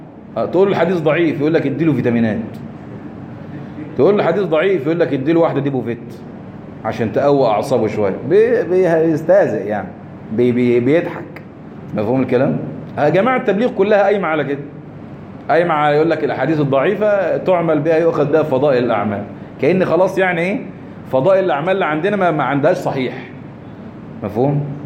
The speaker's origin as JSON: {"language": "Arabic", "country": "Egypt", "said": "عندنا في مصر هنا"}